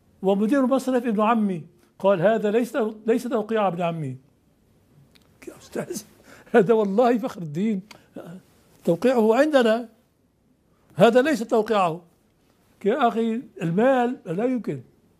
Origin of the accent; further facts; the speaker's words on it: Syria; moved away as an adult; also born or lived in Morocco; أنا هاجرت من سوريا ثلاث مرات، هاجرت تلك المرة إلى المغرب